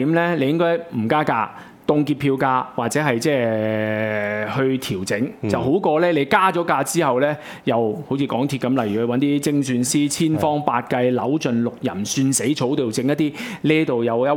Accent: Hong Kong; 我哋香港人嗰個生活水平啊、通脹啊

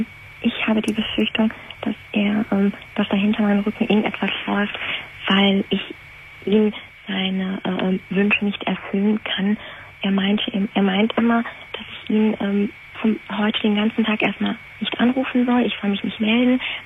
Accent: Syria; German is a second language; now in Germany; Ich komme aus Syrien, er auch, aus dem arabischen Land. Sind Muslime.

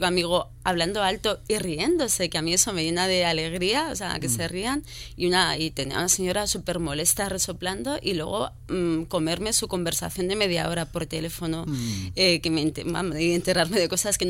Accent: Madrid, Community of Madrid, Spain; yo soy ante todo madrileña, a ver, no madrileña recalcitrante

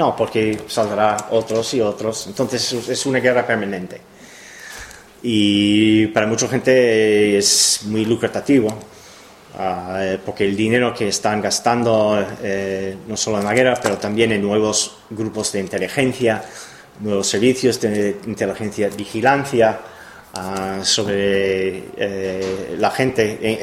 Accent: Cleveland, Ohio, United States; Spanish is a second language; 5 personas fueron detenidas cerca de mi pueblo. Yo soy de Ohio, de Cleveland.

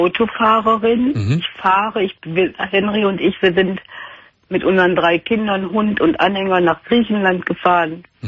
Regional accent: North Rhine-Westphalia, Germany; der da im Ruhrgebiet, wo ich herkomme, Akkord fahren musste

